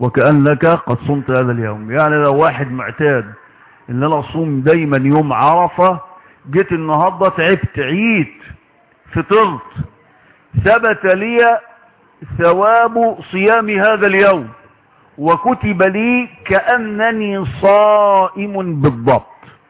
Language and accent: Arabic; Egypt; على بلدنا مصر